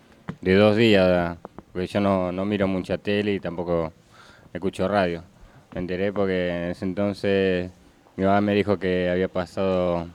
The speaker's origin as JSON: {"language": "Spanish", "town": "José C. Paz", "region": "Buenos Aires Province", "country": "Argentina", "said": "Barrio de acá de San Agustín, un barrio nuevo que se está formando y soy de atrás de Primavera, de José Paz."}